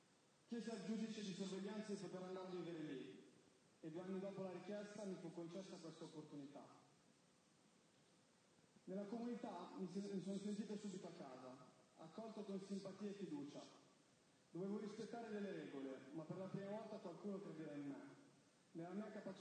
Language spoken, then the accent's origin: Italian; Milan, Lombardy, Italy; Sono cresciuto a Quartoggiaro, un quartiere difficile di Milano, che molti chiamavano il Bronx